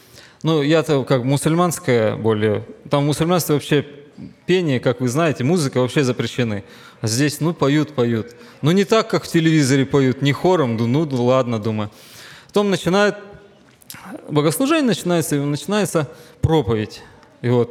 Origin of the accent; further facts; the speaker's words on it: Pavlodar, Pavlodar Region, Kazakhstan; Я вырос в Павлодаре, в Казахстане.